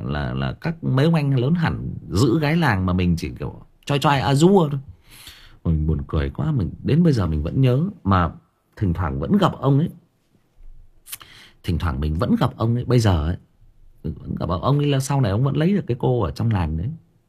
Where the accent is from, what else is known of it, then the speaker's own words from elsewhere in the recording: Thái Nguyên, Thai Nguyen, Vietnam; em sinh ra và lớn lên ở Thái Nguyên, thế nhưng mà quê em tức là ông bà già em là thoát ly lên trên khu găng thép Thái Nguyên này và gặp nhau lấy nhau, thì em được sinh ra và lớn lên ở đây.